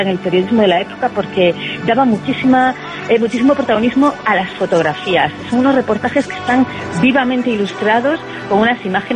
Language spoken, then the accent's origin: Spanish; Galicia, Spain; yo soy gallega, ella vino a Galicia